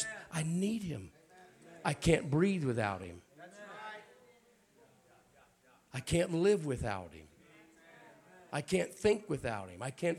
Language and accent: English; Alabama, United States; I'm from Alabama.